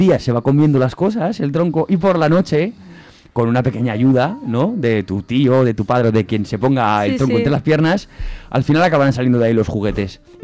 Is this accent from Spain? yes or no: yes; Fraga, Aragon, Spain; De Fraga.